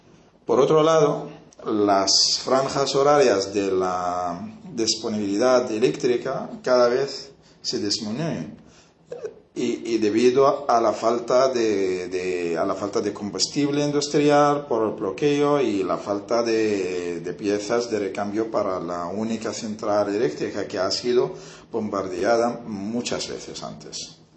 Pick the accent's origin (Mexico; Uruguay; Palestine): Palestine; Gaza, Gaza Strip; moved away as an adult; also born or lived in West Bank; now in Madrid, Spain; soy de Gaza, Palestina. Salí en el 2004 hacia España y ahora resido en Madrid.